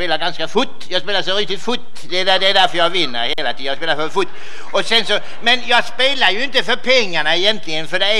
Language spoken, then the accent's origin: Swedish; Jönköping, Jönköping County, Sweden; Ja, jag är från Småland. Jag är född i Jönköping egentligen från början.